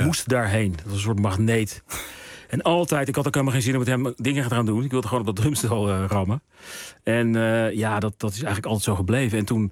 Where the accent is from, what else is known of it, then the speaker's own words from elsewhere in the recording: Heemstede, North Holland, Netherlands; In Heemstede.